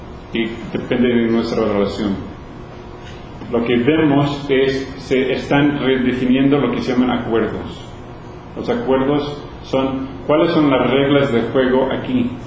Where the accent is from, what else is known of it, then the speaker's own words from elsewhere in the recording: Louisiana, United States; Y otros países o estados donde yo crecí en Luisiana, ganan una miseria.